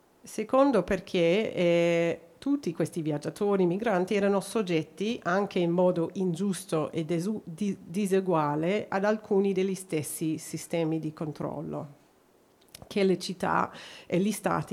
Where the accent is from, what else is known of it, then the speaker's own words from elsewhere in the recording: Australia; Italian is a second language; non sono austriaca o tedesca, sono australiana, quindi vi chiedo scusa di non né poter parlare in tedesco e solo nel mio italiano non perfetto.